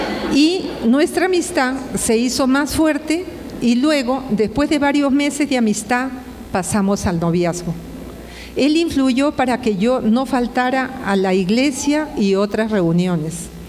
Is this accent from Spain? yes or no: no; Peru; now in Bogotá, Colombia; Un buen día el Señor me permitió que conociera Bogotá. Para los que no saben, soy peruana. Pero mi decisión no era quedarme a trabajar aquí, sino en Venezuela, porque vine con el sueño venezolano.